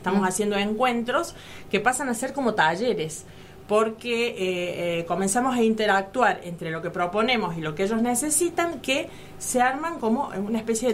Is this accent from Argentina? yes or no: yes; Las Rabonas, Córdoba, Argentina; tengo 52 años y bueno, soy de Las Rabonas, nativa del lugar